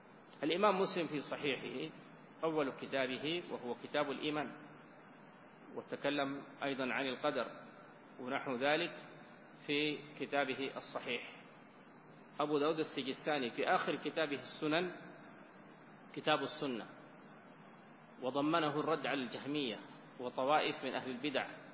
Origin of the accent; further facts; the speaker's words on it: Sudan; وإن كان بلدنا السودان يعني فقيرا من مثل هذه المخطوطات